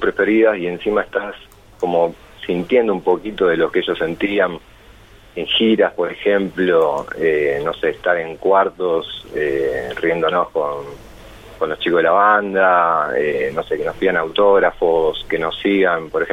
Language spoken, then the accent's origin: Spanish; Buenos Aires, Argentina; somos de Capital y acá, obviamente, en provincia de Buenos Aires